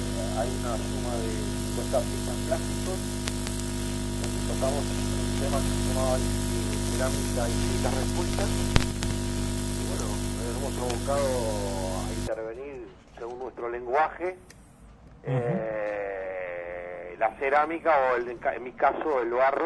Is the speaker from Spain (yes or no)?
no; Uruguay; Sí, soy uruguayo.